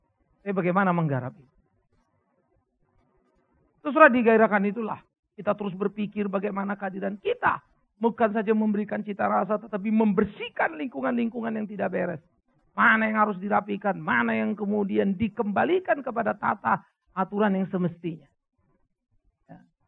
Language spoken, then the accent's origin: Indonesian; Pematangsiantar, North Sumatra, Indonesia; Setiap tanggal 26 pasti saya sudah ada di Sumatera, di Siantar.